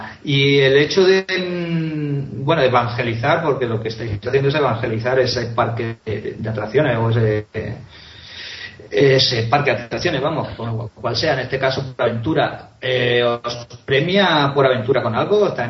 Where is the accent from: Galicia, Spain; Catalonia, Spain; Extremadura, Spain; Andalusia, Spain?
Catalonia, Spain; Claro, soy catalán, lo recuerdo.